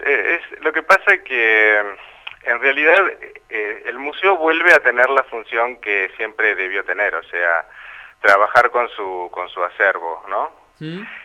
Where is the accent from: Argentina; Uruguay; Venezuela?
Uruguay; somos 7 artistas uruguayos que vamos a ir a la Bienal de Poznan en Polonia